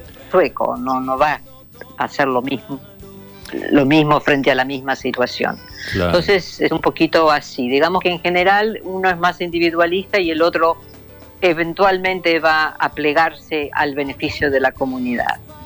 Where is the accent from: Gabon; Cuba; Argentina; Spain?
Argentina; born there; nací en la Argentina, nadie me dice nada